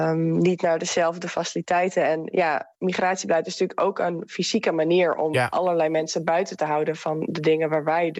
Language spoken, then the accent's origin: Dutch; Netherlands; En wij zijn dan als Nederlanders natuurlijk geboren in een van de rijkste landen ter wereld.